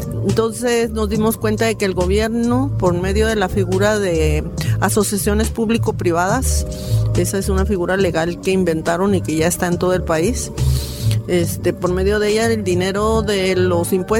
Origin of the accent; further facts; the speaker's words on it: Mexicali, Baja California, Mexico; vengo de Mexicali, Baja California.